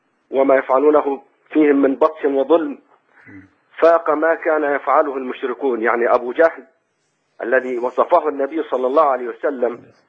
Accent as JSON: {"language": "Arabic", "country": "Egypt", "lives_now": "Saudi Arabia", "said": "أنا أخوكم مصري مقيم في السعودية."}